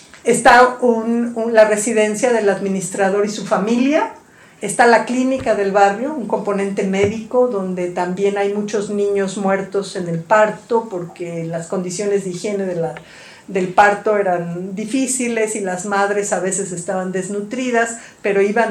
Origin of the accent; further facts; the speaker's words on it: Tlalpan, Mexico City, Mexico; Yo soy de Tlalpan, yo vivo en Tlalpan.